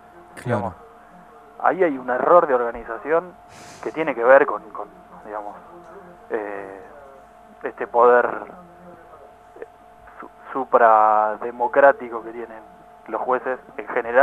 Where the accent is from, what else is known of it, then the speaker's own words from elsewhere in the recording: Argentina; A nosotros como argentinos y ciudadanos nos tiene que preocupar